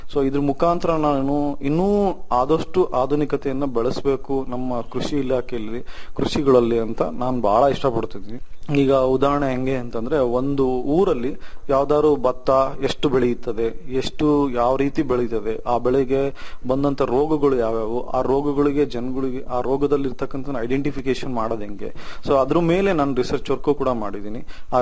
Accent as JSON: {"language": "Kannada", "town": "Anaveri", "region": "Karnataka", "country": "India", "tie": "born or raised there", "said": "ನನ್ನ ಸ್ವಂತ ಊರು ಬಂದು ಆನವೇರಿ, ಭದ್ರಾವತಿ ತಾಲೂಕು, ಶಿವಮೊಗ್ಗ ಡಿಸ್ಟಿಕ್. ನಮ್ಮ ತಂದೆ ತಾಯಿ ಹಾಗೂ ಪೂರ್ವಜರು ಎಲ್ಲರೂ ಕೂಡ ವ್ಯವಸಾಯದಲ್ಲೇ ಇದ್ದಾರೆ."}